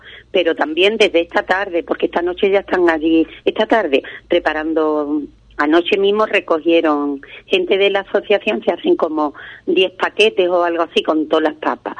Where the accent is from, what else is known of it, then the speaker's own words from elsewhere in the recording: Ubrique, Andalusia, Spain; Cuando estoy fuera es como tener a mi pueblo cerca. Una es muy ubriqueñita, más que una patacabra.